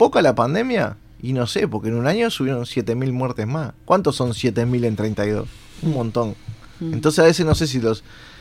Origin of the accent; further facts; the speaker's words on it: Uruguay; cómo somos los uruguayos?